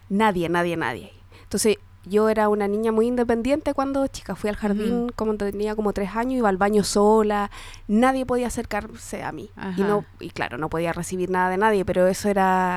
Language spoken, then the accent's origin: Spanish; Santiago, Santiago Metropolitan, Chile; Sí, yo crecí en Santiago.